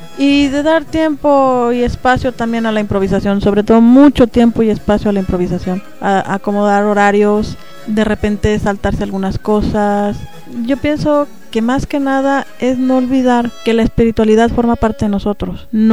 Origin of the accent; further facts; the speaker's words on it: Guadalajara, Jalisco, Mexico; también soy de Guadalajara, también soy pagana y me gusta la comida china.